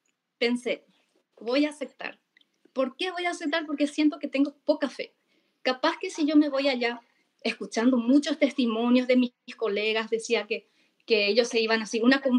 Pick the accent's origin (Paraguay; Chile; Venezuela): Paraguay; Y soy de Paraguay.